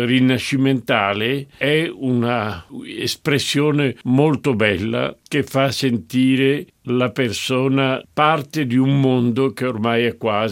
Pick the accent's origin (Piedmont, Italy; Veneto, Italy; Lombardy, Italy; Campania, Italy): Lombardy, Italy; Milan; Noi siamo milanesi e la bottega in milanese è il negozio.